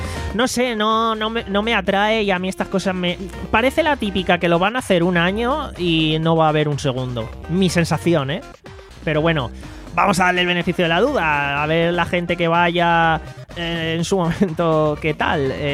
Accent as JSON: {"language": "Spanish", "town": "Alicante", "region": "Valencian Community", "country": "Spain", "said": "Y quiero decir, obvio, ¿no? Soy de Alicante."}